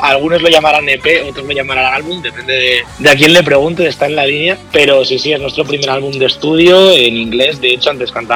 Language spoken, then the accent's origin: Spanish; Boadilla del Monte, Community of Madrid, Spain; somos los tres de Boadilla